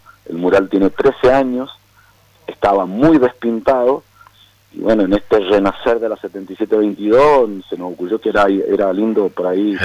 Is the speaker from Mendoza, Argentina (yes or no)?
yes; San Carlos, Mendoza, Argentina; yo soy demasiado vanidoso como sancarlino, como valletano, digo, como mendocino